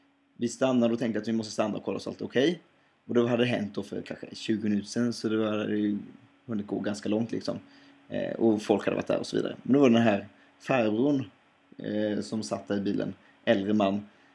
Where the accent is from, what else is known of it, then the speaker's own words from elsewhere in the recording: Hetsryd, Sweden; jag är från Hetsryd, men min mor kommer från Applehult.